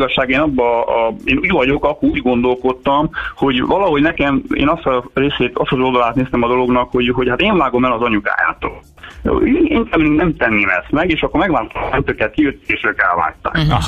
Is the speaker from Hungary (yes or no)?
yes; Pécs, Baranya, Hungary; mert mi pécsiek vagyunk egyébként, elterveztük, hogy akkor nem Pécsre megyünk